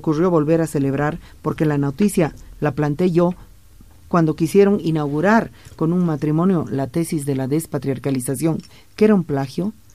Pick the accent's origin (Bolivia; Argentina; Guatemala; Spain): Bolivia; Porque yo también soy boliviana y estoy haciendo mi trabajo.